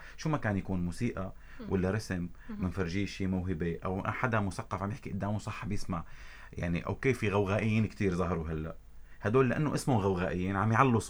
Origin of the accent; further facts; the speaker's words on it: Safita, Tartus Governorate, Syria; now in Damascus, Syria; انا بلا شعور بحكي بهي اللهجه، صح انا ابن طرطوس صافيته، ولكن انا 20 سنه مقيم بدمشق